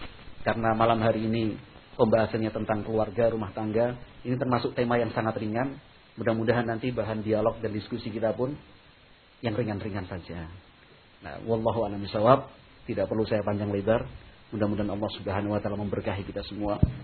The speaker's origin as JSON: {"language": "Indonesian", "town": "Yogyakarta", "region": "Special Region of Yogyakarta", "country": "Indonesia", "said": "Saya dari Yogyakarta, alhamdulillah."}